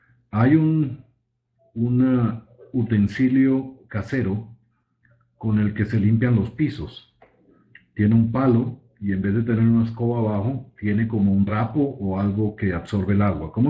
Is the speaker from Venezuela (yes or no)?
yes; Venezuela; Yo les puedo dar el nombre en mi país, que es Venezuela, es Coleto.